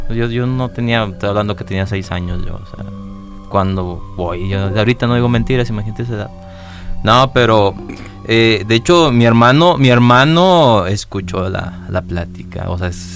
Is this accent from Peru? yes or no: no; Ocampo, Coahuila, Mexico; mi infancia la viví en Ocampo, Coahuila.